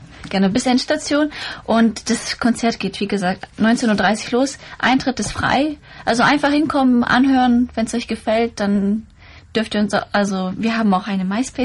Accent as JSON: {"language": "German", "country": "Bosnia & Herzegovina", "moved": "yes", "lives_now": "Germany", "said": "Ich komme ja aus Bosnien und Herzegowina."}